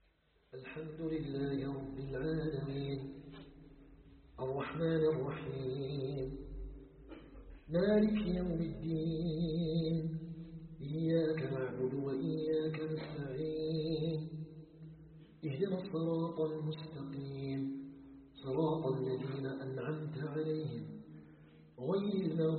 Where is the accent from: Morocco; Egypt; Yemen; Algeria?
Algeria; نسأله تبارك وتعالى أن يجعل بلدنا الجزائر بلدا آمنا مطمئنا